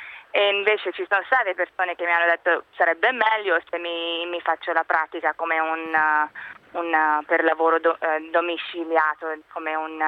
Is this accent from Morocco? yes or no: no; Dubai, United Arab Emirates; now in New York, United States; Io praticamente sono cresciuta a Dubai